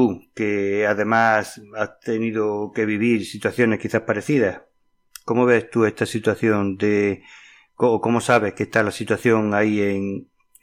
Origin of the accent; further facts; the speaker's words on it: Granada, Andalusia, Spain; Yo como granadino, como español, como andaluz